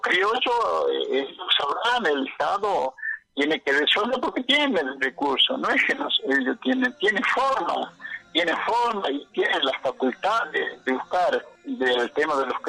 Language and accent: Spanish; Argentina; podemos como ciudadanos argentinos